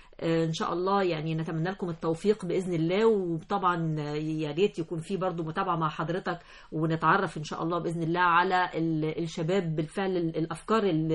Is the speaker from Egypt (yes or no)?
yes; Egypt; احنا كلنا في الآخر وفي الأول احنا كلنا مصريين